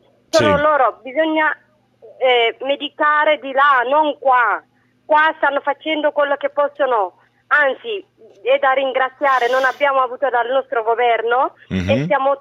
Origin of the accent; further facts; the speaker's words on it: Eritrea; now in Italy; Io sono eritrea.